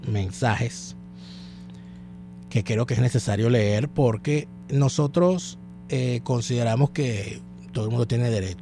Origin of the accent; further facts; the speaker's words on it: Venezuela; aquí en Venezuela, si en algo hemos sido nosotros como sociedad, como venezolanos